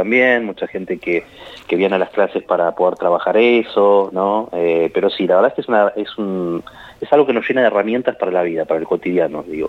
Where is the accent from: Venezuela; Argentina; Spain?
Argentina; Buenos Aires; now in Santa Rosa, Argentina; yo soy de Buenos Aires, estoy viviendo acá en Santa Rosa hace 2 años, un poco más de 2 años, y yo empecé a venir en plena pandemia, pleno 2021